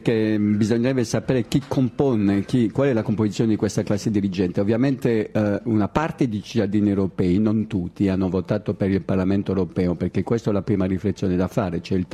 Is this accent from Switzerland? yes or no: no; France; Come francese è molto difficile, diciamo.